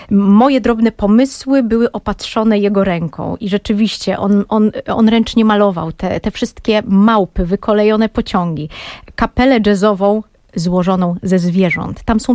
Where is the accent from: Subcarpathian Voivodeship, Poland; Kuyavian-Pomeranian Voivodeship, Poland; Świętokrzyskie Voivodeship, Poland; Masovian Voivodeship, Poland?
Masovian Voivodeship, Poland; Warsaw; born there; also born or lived in Berlin; Tak, urodziłam się w Warszawie, ale nie wychowałam na Pradze.